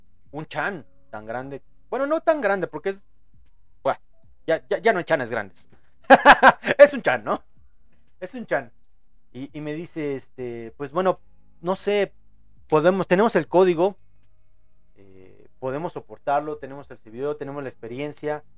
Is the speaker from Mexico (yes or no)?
yes; Mexico; Eso es obvio, yo soy mexicano.